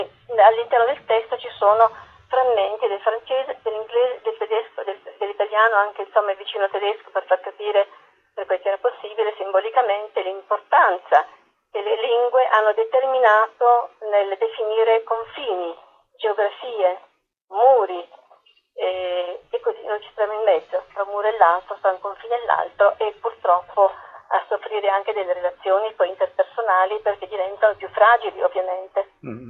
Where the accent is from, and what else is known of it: Apulia, Italy